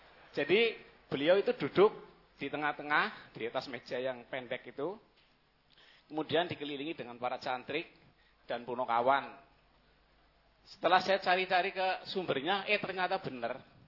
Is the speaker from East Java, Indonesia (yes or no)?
no; Cilacap, Central Java, Indonesia; dari asli dari Cilacap nih, Pak.